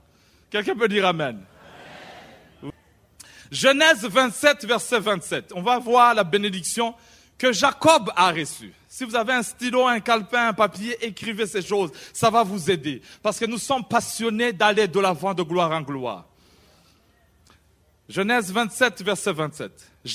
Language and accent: French; Burundi; moved away as an adult; now in England; J'étais en Angleterre, je venais d'arriver du Burundi, de l'Afrique centrale, et je venais dans un pays anglophone.